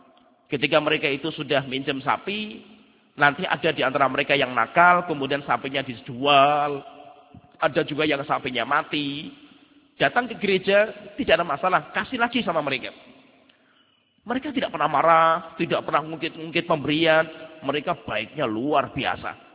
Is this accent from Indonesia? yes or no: yes; Salatiga, Central Java, Indonesia; saya sendiri orang Salatiga